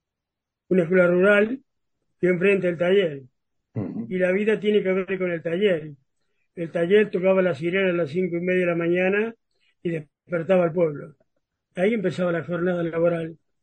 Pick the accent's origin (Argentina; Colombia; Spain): Argentina; Pie de Palo, San Juan; also born or lived in Santa Fe / Chilecito; Yo nací en Santa Fe, pero antes de llegar a Córdoba yo me doy cuenta que estoy en el planeta Tierra, en un pueblo que se llama Pie de Palo, que es la precordillera sanjuanina, mi papá era ferroviario.